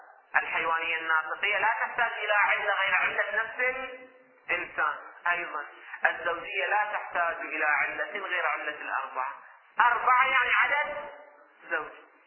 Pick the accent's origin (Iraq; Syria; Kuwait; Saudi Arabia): Saudi Arabia; Hejaz; نذكر الأسماء اللي عندنا في الحجاز